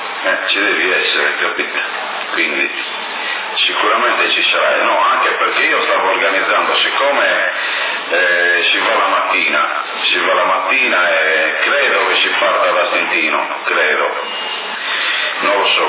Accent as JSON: {"language": "Italian", "town": "Naples", "region": "Campania", "country": "Italy", "said": "sono napoletano, è una cosa allucinante, veramente."}